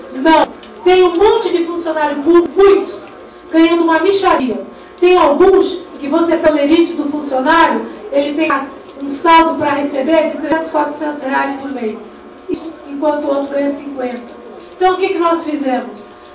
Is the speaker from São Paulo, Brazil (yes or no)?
yes; Cubatão, São Paulo, Brazil; born there; Eu, como disse, eu nasci em Cubatão.